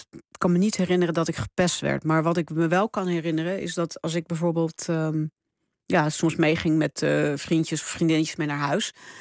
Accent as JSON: {"language": "Dutch", "country": "Netherlands", "tie": "born or raised there", "also_born_or_lived": "Suriname", "said": "Ik woonde toen in Suriname. En ik had er altijd ook wel in mijn... Toen ik opgroeide in Nederland..."}